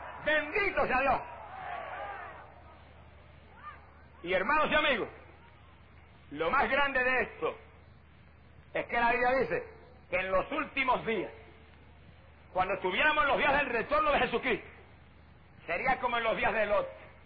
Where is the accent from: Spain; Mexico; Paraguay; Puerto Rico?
Puerto Rico; Y en mi país, en Puerto Rico, es una vergüenza decirlo